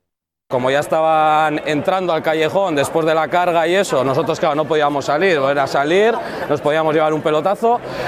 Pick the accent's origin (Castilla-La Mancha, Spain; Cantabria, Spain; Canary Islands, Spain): Cantabria, Spain; Santander; soy de Santander